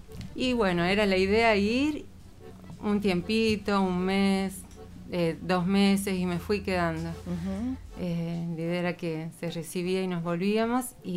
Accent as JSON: {"language": "Spanish", "town": "Santa María", "region": "Catamarca", "country": "Argentina", "tie": "born there", "said": "yo nací en Santa María, pero... no soy santamariana, o sea, uh-huh. mi papá es peruano, mi mamá uh-huh. era cordobesa, y a su claro. vez tengo abuelas que vienen de italiana"}